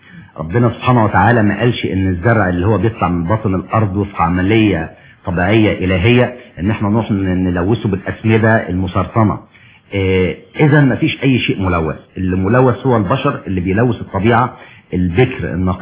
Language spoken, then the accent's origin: Arabic; Egypt; والله حضرتك احنا للاسف الشديد مشاكلنا في مصر بتتكرر